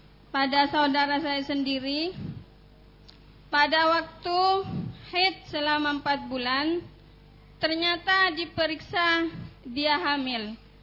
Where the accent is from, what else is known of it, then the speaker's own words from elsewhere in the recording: Sumenep, East Java, Indonesia; dari utusan dari Sumenep Madura.